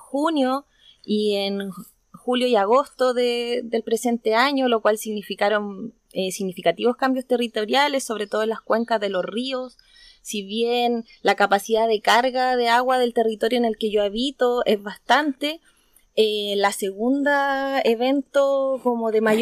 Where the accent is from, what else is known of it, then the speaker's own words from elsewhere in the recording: Docamávida, Maule, Chile; vengo de la comunidad de Docamávida, es una comunidad absolutamente agrícola, a 30 kilómetros de la playa.